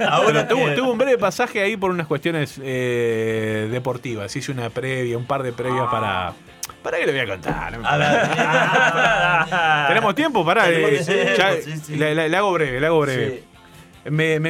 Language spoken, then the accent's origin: Spanish; Montevideo, Uruguay; yo nací en La Blanqueada, nací en 8 de octubre y Jaime Civils. El destino hizo que me criara en el barrio Peñarol. En el medio del barrio Peñarol.